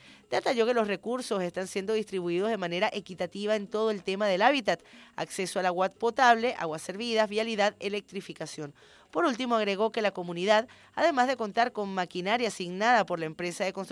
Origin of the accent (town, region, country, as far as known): Venezuela